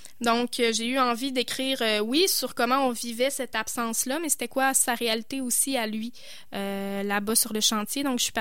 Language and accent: French; Quebec, Canada; je viens de la Côte-Nord, je parle cette langue-là, avec ces accents-là, ces structures de phrases-là, ces erreurs de français-là.